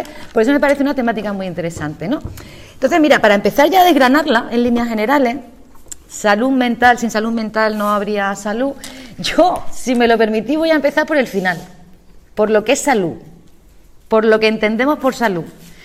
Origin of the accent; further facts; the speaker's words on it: Andalusia, Spain; en mi pueblo, en mi ciudad natal, a mí me llamaba mucho la atención que solamente venían gente de los pueblos alrededor. Venían de Tarifa, de San Roque